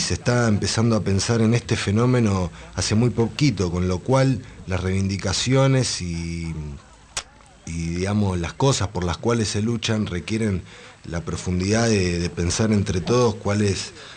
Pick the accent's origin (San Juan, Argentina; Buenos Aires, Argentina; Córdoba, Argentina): Buenos Aires, Argentina; Yo, desde mis inicios, de Matadero.